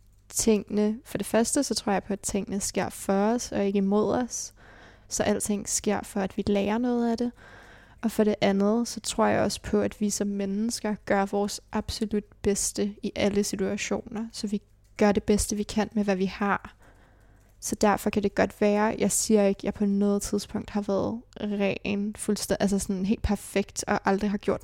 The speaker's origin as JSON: {"language": "Danish", "town": "Charlottenlund", "region": "Capital Region", "country": "Denmark", "tie": "born or raised there", "also_born_or_lived": "Copenhagen", "said": "Jeg blev født i Nordvest, men levede et barndomsliv og teenageliv i Charlottenlund."}